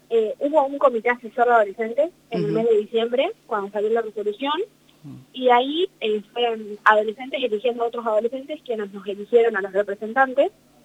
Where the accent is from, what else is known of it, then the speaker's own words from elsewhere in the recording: Catriló, La Pampa, Argentina; tengo 17 años, estoy en el último año del colegio, soy de Catrino La Pampa, estoy en el colegio Mediano Cortado.